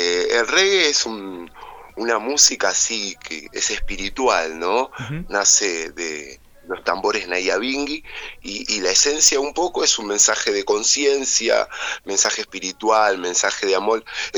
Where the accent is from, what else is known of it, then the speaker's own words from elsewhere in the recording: Montevideo, Uruguay; now in Capilla del Monte, Argentina; Somos músicos de otros lugares, de Rosario, de Buenos Aires, yo soy de Montevideo, Uruguay, y bueno, nos vinimos a vivir con nuestras familias